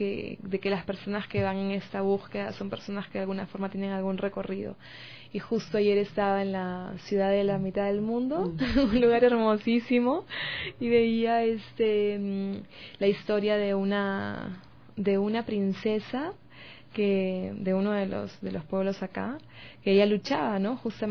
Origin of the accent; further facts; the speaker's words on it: Peru; Sí, soy peruana